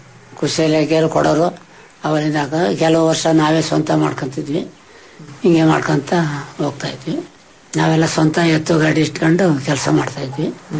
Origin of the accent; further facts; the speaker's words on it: Chitradurga, Karnataka, India; now in Bhadravati, India; ಮೂಲತಃ ನಾವು ಚಿತ್ರದುರ್ಗ ಸರ್.